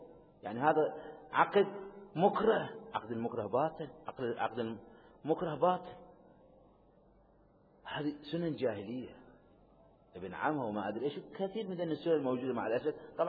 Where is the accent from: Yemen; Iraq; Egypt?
Iraq; عشان عندنا بالعراق والدي الله يرحمه أمواتكم فالمنطقة كانت عشائرية